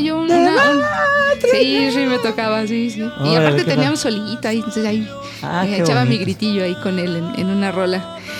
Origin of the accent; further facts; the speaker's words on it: Toluca, State of Mexico, Mexico; now in Mexico City, Mexico; Mira, yo soy del Estado de México. Viví casi toda mi vida en Toluca, pero me vine a radicar a aquí al DF, pues buscando una oportunidad para cantar. Y 16 años anduve por acá rolando.